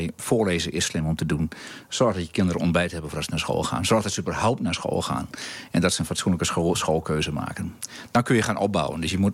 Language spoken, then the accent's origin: Dutch; Emmer-Compascuum, Drenthe, Netherlands; Maar ik ben opgegroeid in Emmekopaskum, dat is in de oostkant van de gemeente Emmen.